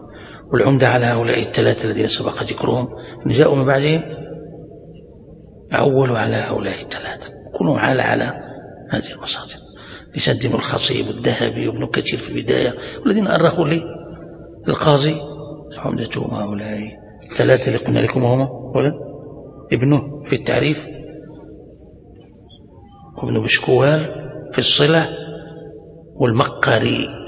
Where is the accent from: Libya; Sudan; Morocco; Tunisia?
Morocco; وسبتة هذه عندنا في المغرب نقطة عبور من قديم